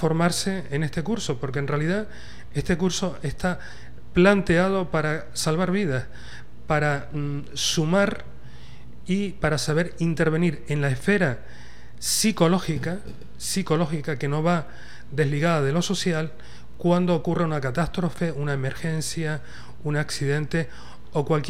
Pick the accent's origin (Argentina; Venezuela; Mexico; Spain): Spain; Canary Islands; now in Ecuador; yo soy español, vivo en unas islas que están al lado del Sáhara, en una comunidad que se llama Comunidad Canaria.